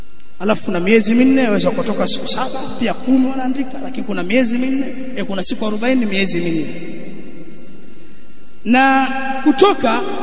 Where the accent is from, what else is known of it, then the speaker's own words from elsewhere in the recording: Pangani, Tanga Region, Tanzania; wanaziasisi sasa hivi kule kwetu Pangani